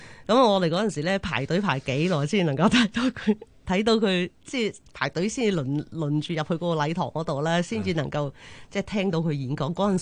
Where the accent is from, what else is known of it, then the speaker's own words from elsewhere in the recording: Chaozhou, Guangdong, China; 即係譬如我哋潮州人中意做嗰啲蚵仔煎啊嗰啲咧，其實都用鴨蛋嘅喎。